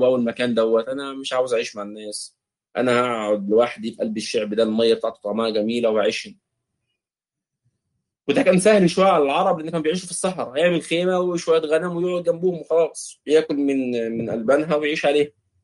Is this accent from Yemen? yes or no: no; Egypt; ولذلك نجد الاخوه في الخليج وفي عندنا في مصر في مطروح والبدو وفي الاردن